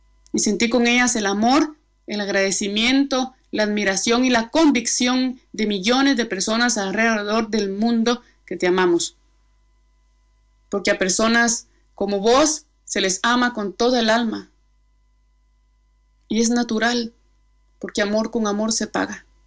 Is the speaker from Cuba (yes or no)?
no; Comapa, Jutiapa, Guatemala; Nací en Guatemala, en el departamento de Jutiapa, en el municipio de Comapa, en el oriente, y crecí en un arrabal vendiendo laos en el mercado.